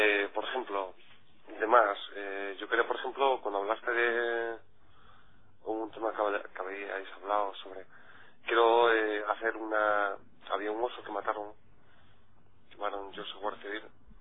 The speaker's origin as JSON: {"language": "Spanish", "town": "Gijón", "region": "Asturias", "country": "Spain", "said": "Eso, yo soy de Gijón"}